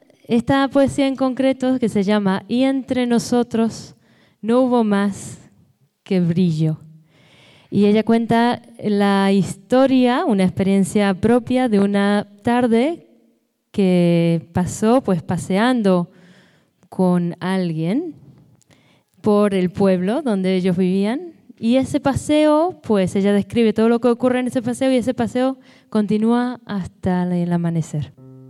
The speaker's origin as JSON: {"language": "Spanish", "country": "Israel", "tie": "born or raised there", "said": "yo también lo soy, nací y crecí en Israel"}